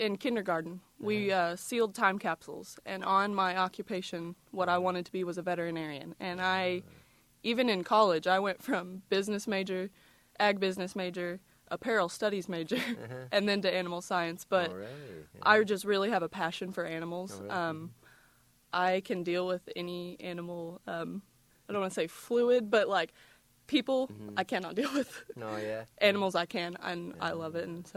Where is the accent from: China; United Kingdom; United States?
United States; Tahlequah, Oklahoma; Well, I was born and raised in Tahlequah. I go to the University of Arkansas currently.